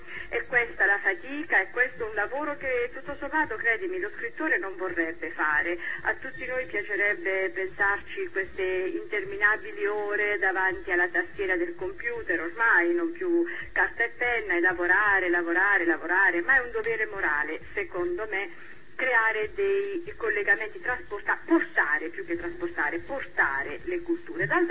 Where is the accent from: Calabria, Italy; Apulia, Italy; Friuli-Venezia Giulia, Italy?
Apulia, Italy; Bari; born there; Io sono nata a Bari, come avete detto, ho una forte radice mediterranea